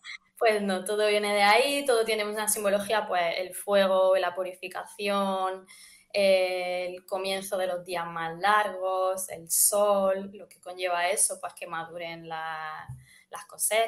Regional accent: Andalusia, Spain; pues yo por ejemplo que soy de Andalucía, para mí lo de que te den una ramita de romero para la suerte es como muy común.

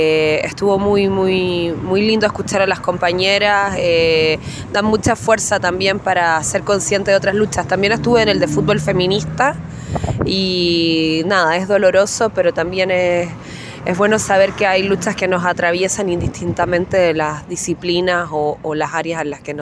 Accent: Valparaíso, Chile; soy de Valparaíso, Chile, soy migranta y este fue mi primer encuentro.

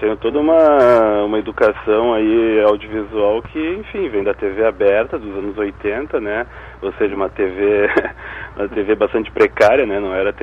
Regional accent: Carlos Barbosa, Rio Grande do Sul, Brazil; eu sou natural do interior aqui do Rio Grande do Sul, né?

